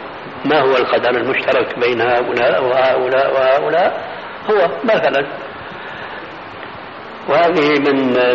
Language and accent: Arabic; Syria; كما قال بعض الظرفاء عندنا في سوريا